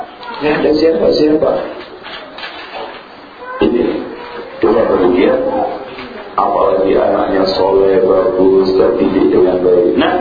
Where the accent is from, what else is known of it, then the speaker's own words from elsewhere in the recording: East Java, Indonesia; Oh, sama Bu, saya juga Jawa Timur.